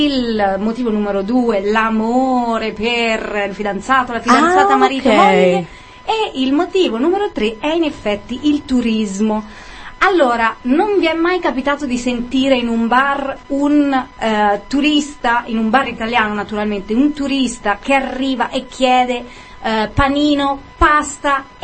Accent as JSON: {"language": "Italian", "region": "Tuscany", "country": "Italy", "said": "Sono di vicino a Firenze, lo sentite dalla sci."}